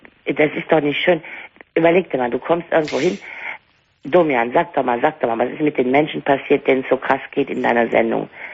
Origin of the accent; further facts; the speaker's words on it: Bonn, North Rhine-Westphalia, Germany; ich bin aus Bonn und wir waren lange Bundeshauptstadt. Und du weißt, der Rheinländer, der jammert nicht lange, der packt an.